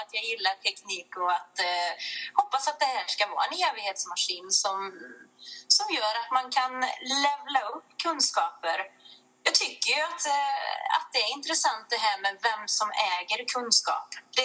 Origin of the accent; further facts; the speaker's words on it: Väse, Värmland, Sweden; jag är ju från Väse då, och vi vill ju gärna se oss som ett eget litet kungadöme här i Väse